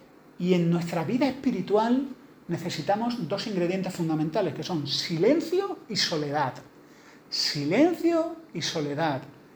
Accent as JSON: {"language": "Spanish", "region": "Andalusia", "country": "Spain", "said": "Esto es una cosa muy andaluza, a lo mejor los que no soy andaluces no lo entendéis."}